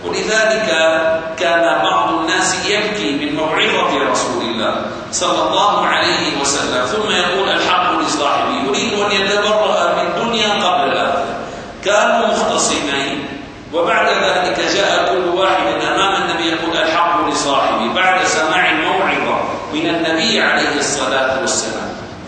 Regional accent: Syria; هذه الحدود اليوم عندنا في سوريا مثلا توجد أحجار المساحة

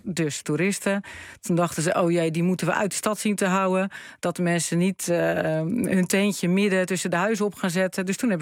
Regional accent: Randstad, Netherlands; Ik kom natuurlijk uit de Randstad, uit Nederland. Alles is hier maakbaar.

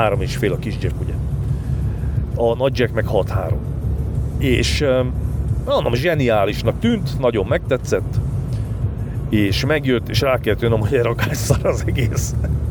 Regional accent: Somogy, Hungary; mert én ugye Somogy megyei vagyok, és Pécs az tőlünk nem volt messze.

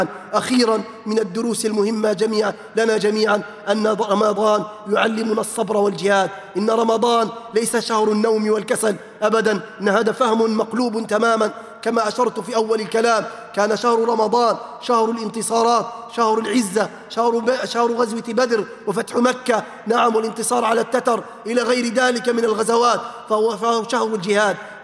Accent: Libya; بلادنا ليبيا الحبيب بأمس الحاجة أن نرمي هذه الضغائن

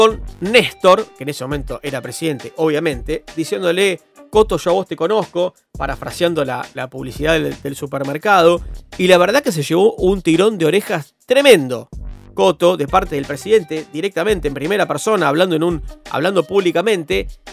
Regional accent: Rivera, La Pampa, Argentina; de mi pueblo, en La Pampa, ascendió a la Liga A pampeana, así que estoy muy contento.

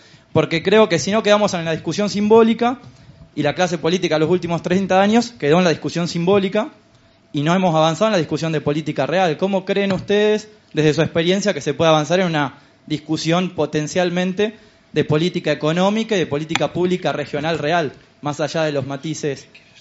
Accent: Argentina; de Argentina.

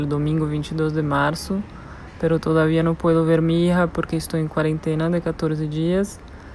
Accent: Brazil; Spanish is a second language; brasileña. Estaba viviendo en Medellín cuando empezó el coronavirus. Tuve que irme porque los aeropuertos y las fronteras empezaron a cerrar

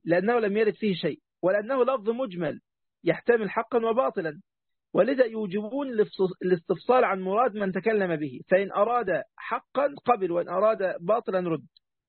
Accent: Egypt; طبعا أنا مصري لكن مصر مش أم الدنيا

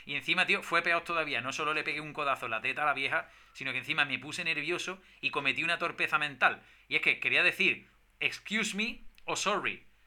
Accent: Spain; yo soy español.

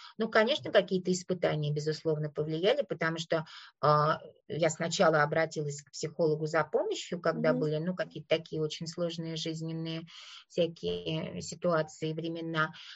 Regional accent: Moscow, Russia; я говорила, я из Москвы

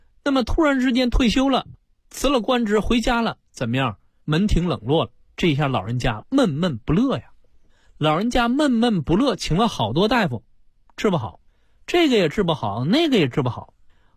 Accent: China; 实际我们中国人呢啊，这叫心身同治，这一点上是领先于西方医学的。

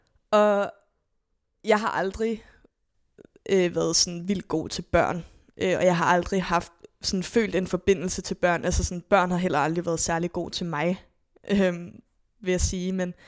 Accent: Zealand, Denmark; da vi gik i skole på Lolland

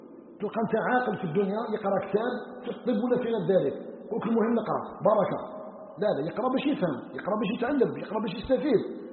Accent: Algeria; أن يجعل بلدنا الجزائر بلدا آمنا مطمئنا

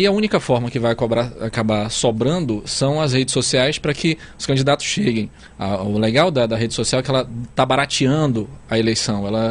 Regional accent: Amazonas, Brazil; Nós temos esse sentimento, essa sensação como amazonense.

